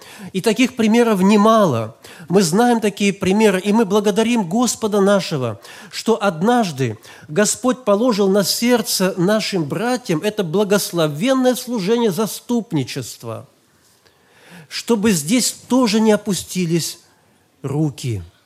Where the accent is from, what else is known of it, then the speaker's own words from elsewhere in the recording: Tomsk, Tomsk Oblast, Russia; в нашем городе, я из Томска, это было в 65-м году